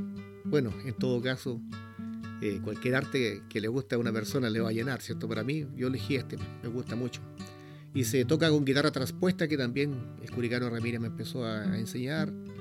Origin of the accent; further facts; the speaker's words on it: San Antonio, Valparaíso, Chile; porque me vine hacia el sector del Tabo, la provincia de San Antonio. De hecho, acá nací yo, soy sanantonino. Y bueno, me vine de Santiago hacia acá